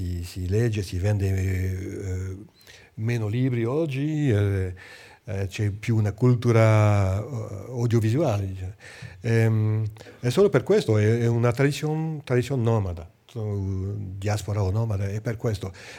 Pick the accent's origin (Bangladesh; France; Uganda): France; Italian is a second language; io sono francese, chiaramente, ho fatto tutte le mie studi in Francia, sono francese, però sono di cultura armenia.